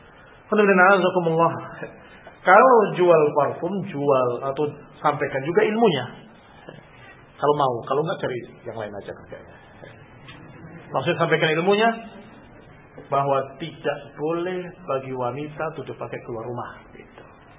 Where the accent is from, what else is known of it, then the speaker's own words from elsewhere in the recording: Thailand; Indonesian is a second language; Thailand. Dari Thailand. Assalamualaikum warahmatullahi wabarakatuh. Saya mohon maaf atas kekurangan bahasa Indonesia saya.